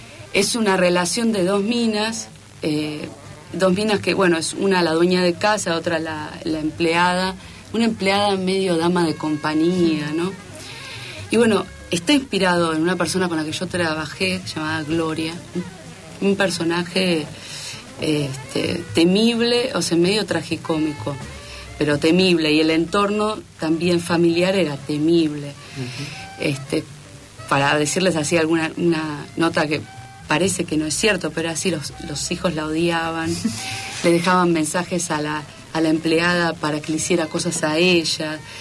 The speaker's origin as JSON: {"language": "Spanish", "region": "Buenos Aires", "country": "Argentina", "tie": "born or raised there", "said": "Yo me crié en Palermo Viejo, cuando era Palermo Viejo, nada más."}